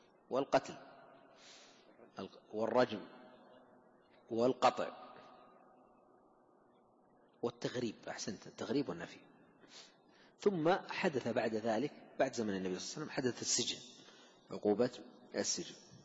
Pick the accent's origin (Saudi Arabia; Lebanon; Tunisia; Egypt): Saudi Arabia; خصوصا عندنا في المملكة العربية السعودية